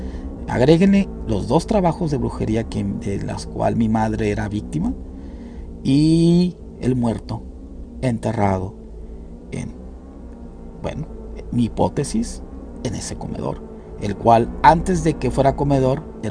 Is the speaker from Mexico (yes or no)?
yes; Nuevo Laredo, Tamaulipas, Mexico; el río Bravo, que separa mi ciudad natal, que es Laredo, Texas, con la ciudad donde yo crecí, Nuevo Laredo, Tamaulipas, México.